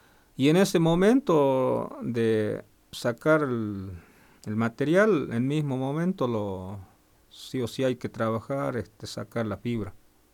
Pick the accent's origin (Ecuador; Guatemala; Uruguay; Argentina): Argentina; somos, digamos, de la Argentina, y siempre pienso y algunos no pueden llegar a donde estamos, y en realidad somos mucha etnia.